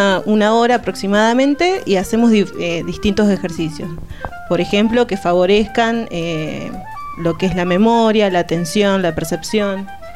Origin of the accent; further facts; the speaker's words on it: Nouvelle-Aquitaine, France; now in Argentina; también soy vasca, francesa.